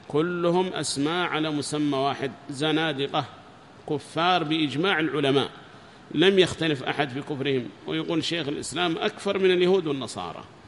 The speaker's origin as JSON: {"language": "Arabic", "country": "Yemen", "said": "وهم عندنا في اليمن بكثرة في حراز وفي غير حراز،"}